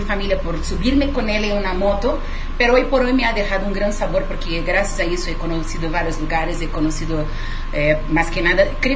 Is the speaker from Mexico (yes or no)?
no; Rio de Janeiro, Brazil; Spanish is a second language; Yo soy de Río de Janeiro.